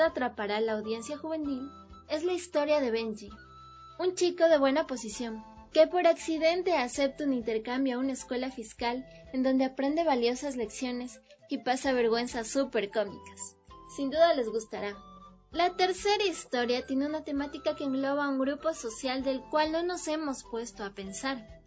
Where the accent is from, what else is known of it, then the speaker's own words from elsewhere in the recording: Ecuador; Es un libro que vale la pena leer porque es parte de nuestra identidad como ecuatorianos